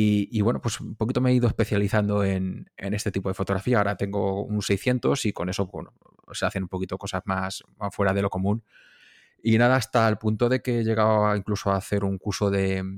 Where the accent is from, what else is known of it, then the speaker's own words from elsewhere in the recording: Castilla-La Mancha, Spain; Yo soy de un pueblo de La Mancha, vivo aquí en Mota del Cuervo, rodeado de molinos.